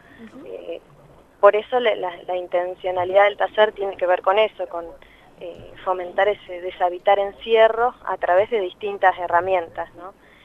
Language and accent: Spanish; Santa Cruz de la Sierra, Santa Cruz, Bolivia; now in Argentina; yo no siempre viví en Argentina. Viví casi toda mi infancia en Bolivia, en Santa Cruz de la Sierra